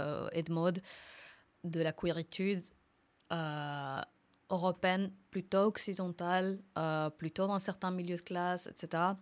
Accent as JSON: {"language": "French", "country": "Mexico", "second_language": "French", "lives_now": "France", "said": "Par exemple, moi, je viens du Mexique, qui est officiellement l'Amérique du Nord."}